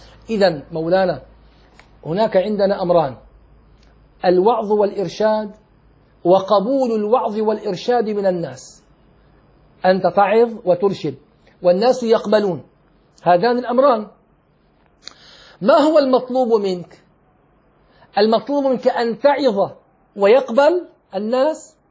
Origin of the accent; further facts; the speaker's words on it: Syria; فلما توفي المفتي العام عندنا في سوريا